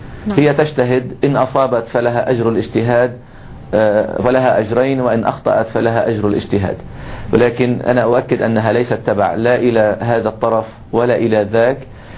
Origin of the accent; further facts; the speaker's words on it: Lebanon; لكننا حريصون كلبنانيين